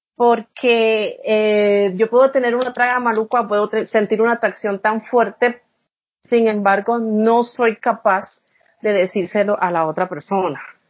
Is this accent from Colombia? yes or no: yes; Colombia; Pero estar bueno es muy usado en la ciudad donde yo vengo. De donde yo vengo